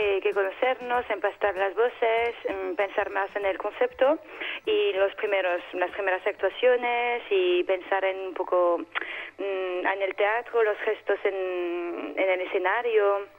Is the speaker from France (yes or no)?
yes; France; Spanish is a second language; Yo soy francesa.